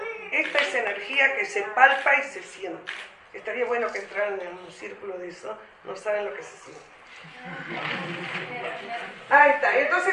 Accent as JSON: {"language": "Spanish", "region": "Tacuarembó", "country": "Uruguay", "said": "Yo vengo del interior de la República, soy maestra"}